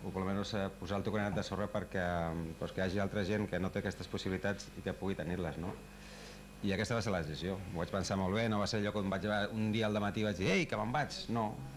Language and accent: Catalan; Badalona, Catalonia, Spain; Jo sóc de Badalona